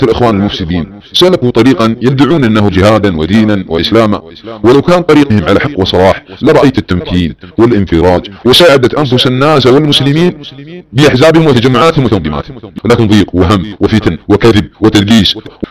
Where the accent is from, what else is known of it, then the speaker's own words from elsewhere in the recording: Saudi Arabia; أبناء وطني في المملكة العربية السعودية وتدور على بلادنا السعودية